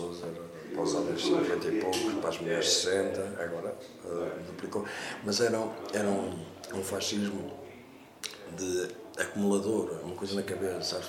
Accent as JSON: {"language": "Portuguese", "country": "Portugal", "said": "quando temos 48 anos de fascismo em Portugal"}